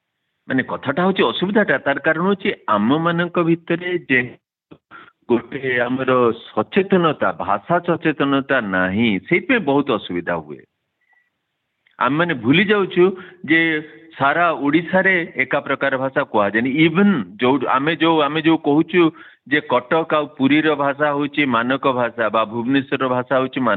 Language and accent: Odia; Balasore, Odisha, India; accent: Baleswari (northern Odia); ମୁଁ ଏବେ ବି ବାଲେଶ୍ୱରୀ, ମୁଁ ଯେହେତୁ ସେ ଉତ୍ତରାଞ୍ଚଳର ଲୋକ, ମୁଁ ସ୍ୱର ମୋ ଘର ବାଲେଶ୍ୱର, ଯେହେତୁ ମୋର ଜନ୍ମ ହେଇଛି, ମୁଁ ସେଠି ବଡ଼ ହେଇଛି